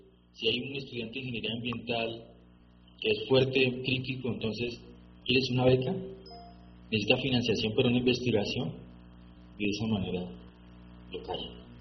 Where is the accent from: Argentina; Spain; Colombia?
Spain; porque yo soy de España, ¿no?